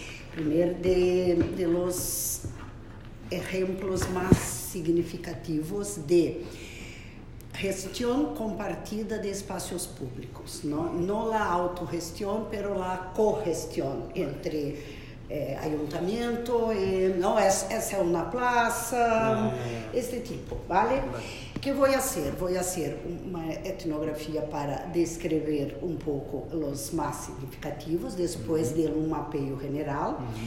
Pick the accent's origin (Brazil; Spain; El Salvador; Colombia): Brazil; Spanish is a second language; Yo soy de Brasil y en Brasil estamos con ganas de tener eso, ¿no?